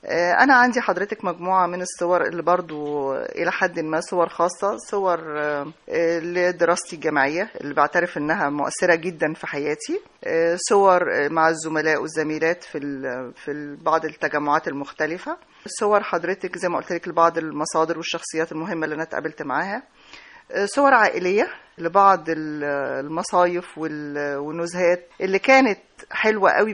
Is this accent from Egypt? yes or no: yes; Egypt; اللي هي يعني توازي منطقة المعابد عندنا في الأقصر وأسوان